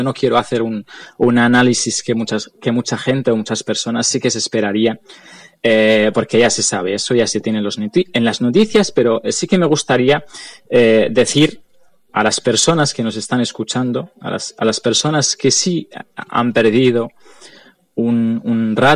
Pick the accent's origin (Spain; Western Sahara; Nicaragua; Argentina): Western Sahara; Como saharaui, no quiero hacer un análisis de nuestra situación